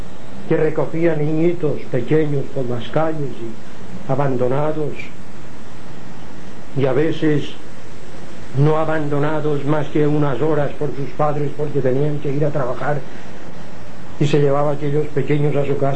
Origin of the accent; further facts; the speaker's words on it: Palma, Balearic Islands, Spain; also born or lived in Inca; porque yo nací en Inca, pero siempre he vivido en Palma